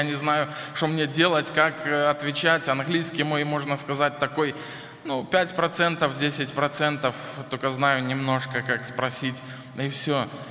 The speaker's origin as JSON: {"language": "Russian", "country": "Belarus", "said": "Хотя вы знаете, мы белорусы, мы иногда занижаем свою самооценку."}